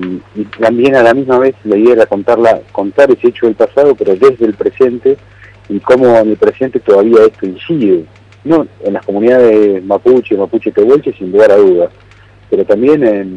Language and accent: Spanish; Buenos Aires, Argentina; Yo soy porteño.